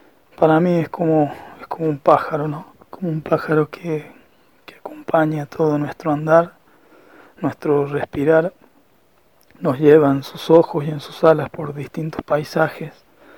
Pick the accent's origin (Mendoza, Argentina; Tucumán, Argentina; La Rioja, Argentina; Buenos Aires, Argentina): La Rioja, Argentina; de La Rioja.